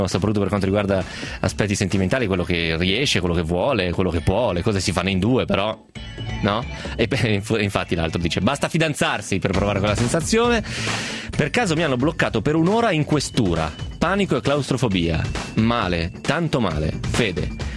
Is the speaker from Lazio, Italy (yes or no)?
no; Romentino, Piedmont, Italy; io sono di Romentino, e quindi o mi viene in mente il Ticino o mi viene in mente la Valsesia.